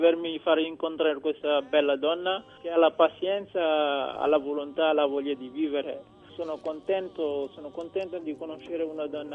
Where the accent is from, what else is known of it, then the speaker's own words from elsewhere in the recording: Senegal; now in Italy; Sì, sono dal Senegal perché ho fatto le qualificazioni dei Giochi Olimpionici nel 2000